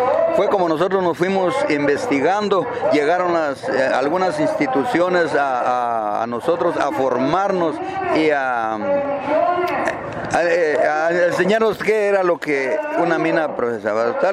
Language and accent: Spanish; Nueva Santa Rosa, Santa Rosa, Guatemala; Conforme a las fuentes de agua, yo soy de Nueva Santa Rosa.